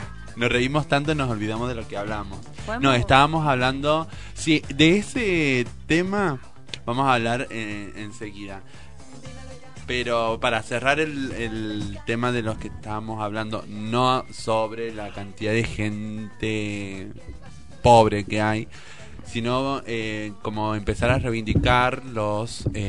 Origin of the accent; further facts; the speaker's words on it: Salta, Argentina; Pero yo soy de Salta